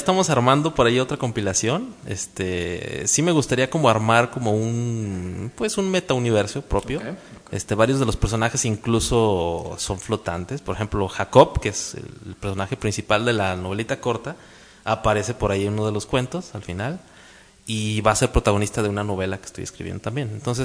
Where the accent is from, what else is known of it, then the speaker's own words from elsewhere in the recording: Guadalajara, Jalisco, Mexico; porque existe como en la cultura de nosotros como tapatíos, y conocemos, la mayoría de los tapatíos estamos relacionados con lo que pasa en Guadalajara